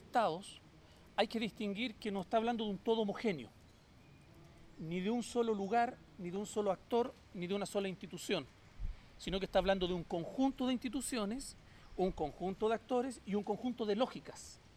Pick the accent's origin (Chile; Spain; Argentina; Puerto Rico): Chile; soy chileno